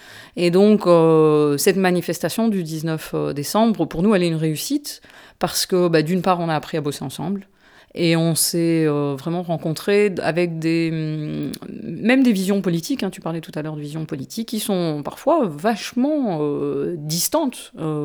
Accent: Brussels, Belgium; D'autant que moi, je suis une urbaine. Hein. Je suis de Bruxelles.

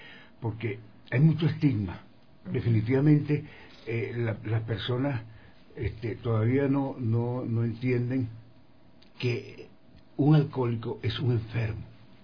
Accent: Venezuela; yo puedo decir, yo soy de Venezuela.

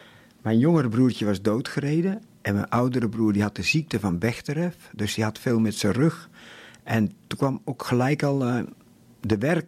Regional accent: Lexmond, Utrecht, Netherlands; Ik ben geboren en getogen in Lexmond. Dat is een heel klein dorpje waar nogal eens files zijn met de A27. En ik kom uit een boerengezin.

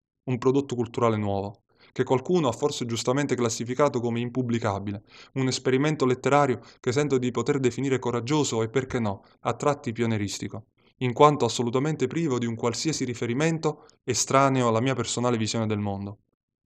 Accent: Salerno, Campania, Italy; ho 30 anni, vengo da Salerno

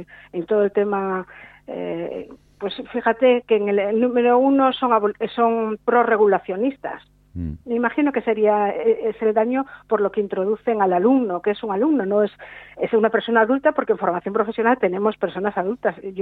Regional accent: Galicia, Spain; yo soy gallega, y he venido en 1999 vine a vivir a Galicia, hasta Asturias, y trabajo en Asturias.

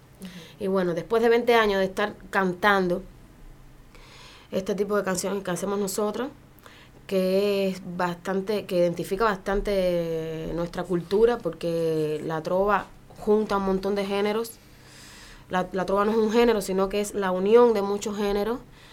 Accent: Santa Clara, Villa Clara, Cuba; para nosotros que somos de Santa Clara

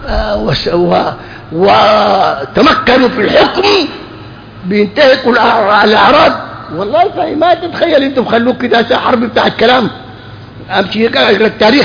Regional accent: Sudan; احنا سودانيين وطبعا معكم هنا

